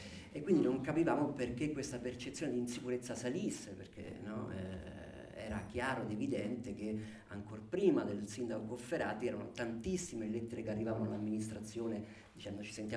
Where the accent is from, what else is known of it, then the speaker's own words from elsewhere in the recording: Rome, Lazio, Italy; born there; io che sono nato a Roma